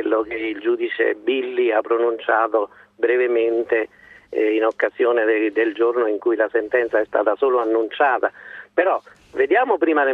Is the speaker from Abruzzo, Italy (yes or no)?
yes; L'Aquila, Abruzzo, Italy; Io veramente in gran parte le conosco perché sono aquilano, purtroppo